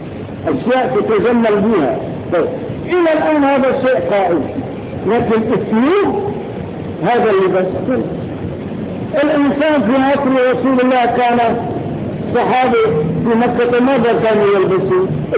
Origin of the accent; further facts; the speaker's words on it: Morocco; لكن لو أن هذا الإنسان وقف عندنا في المغرب وشهد وهو حافر شهادته فقط، لأن هذا شيء معروف عندنا